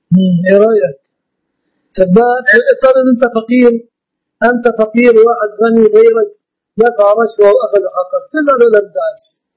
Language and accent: Arabic; Egypt; وفي كتاب صدر عندنا في مصر لخصيرنا اسمه الشيخ إسلام أبو عشرة